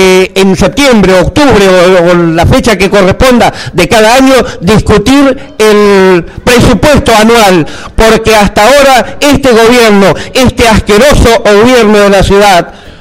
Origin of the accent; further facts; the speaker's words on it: Buenos Aires, Argentina; de Villa 2124 Barracas.